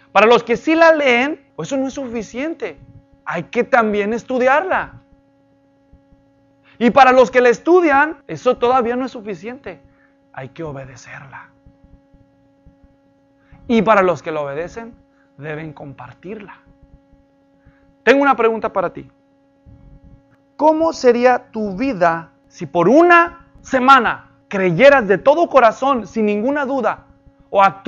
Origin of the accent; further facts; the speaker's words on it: Mexico; now in United States; crecimos juntos en México. Él primero se graduó como licenciado en letras en la Universidad de Guadalajara, allá donde yo mismo estudié.